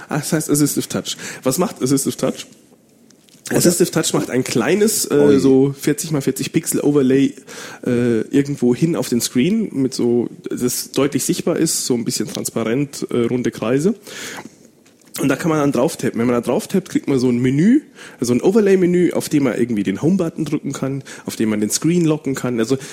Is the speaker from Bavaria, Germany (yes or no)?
yes; Bavaria, Germany; accent: Bavarian; aber eigentlich bin ich ja Bayer und das hört man natürlich